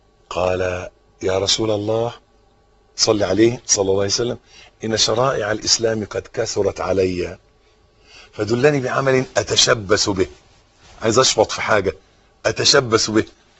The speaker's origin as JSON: {"language": "Arabic", "country": "Egypt", "said": "حته الارض اللي احنا واقفين عليها دي بلدنا مصر"}